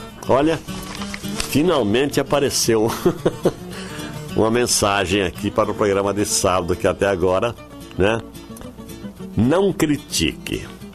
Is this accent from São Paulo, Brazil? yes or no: yes; Duartina, São Paulo, Brazil; E também ofereceu para todo o pessoal lá da minha terra, Duartina.